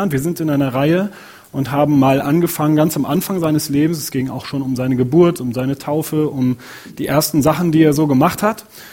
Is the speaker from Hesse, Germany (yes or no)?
no; North Rhine-Westphalia, Germany; Ich selber komme aus der Nähe von Köln. Und da wird wirklich Karneval gefeiert.